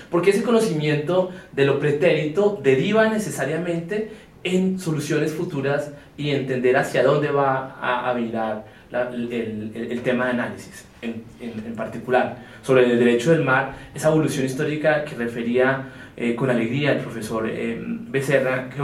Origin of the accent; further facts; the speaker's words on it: Colombia; yo fui pues obviamente como colombiano, latinoamericano